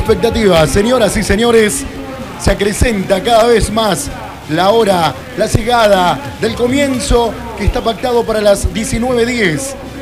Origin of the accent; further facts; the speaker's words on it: Jujuy, Argentina; porque estamos cerca, somos jujeños